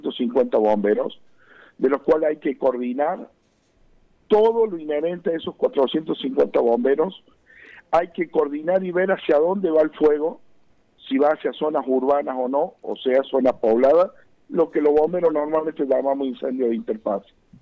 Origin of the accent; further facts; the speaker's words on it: Córdoba, Argentina; como cualquier vecino que soy nacido de esta provincia y de este departamento, que soy nacido en Punilla